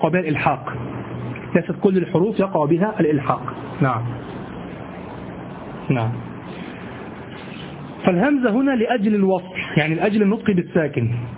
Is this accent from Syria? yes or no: no; Egypt; لعله كما نقول عندنا في مصر انقعص، في مصر نقول